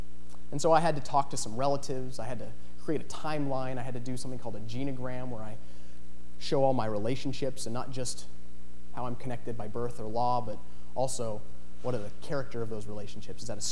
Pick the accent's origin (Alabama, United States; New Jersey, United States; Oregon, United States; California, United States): Oregon, United States; Ashland; Like I said, I was born in Ashland, and raised in a loving and caring family, a very religious family.